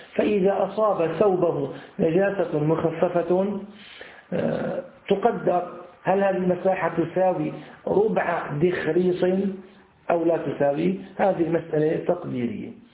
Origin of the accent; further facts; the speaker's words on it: Syria; ولكن عندنا في سوريا موجود في أسفل الجلابية أسفل القميص